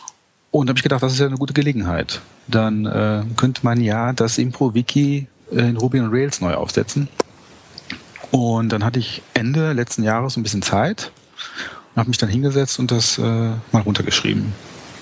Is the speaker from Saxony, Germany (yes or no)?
no; North Rhine-Westphalia, Germany; ich komme eigentlich aus dem Ruhrgebiet